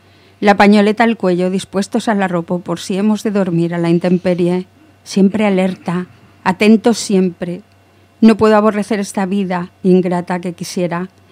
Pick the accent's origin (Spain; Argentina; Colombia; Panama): Spain; porque vivo en España, porque soy española